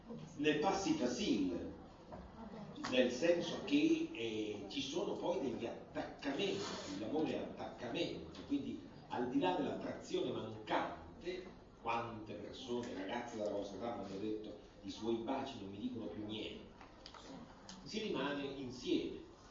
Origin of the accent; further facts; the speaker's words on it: Rome, Lazio, Italy; Lo diciamo un po' alla romana, noi che siamo romani